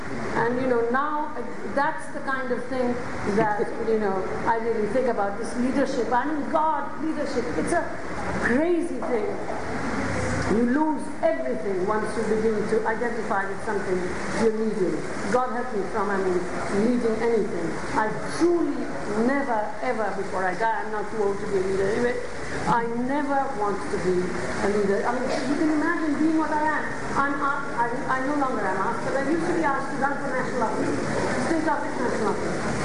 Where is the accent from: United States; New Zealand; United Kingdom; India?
India; And I come back to the Indian example, not because I'm Indian, because to an extent, you know, I don't live there. I mean, I'm constantly there, but it's because of the language thing, I have some involvement.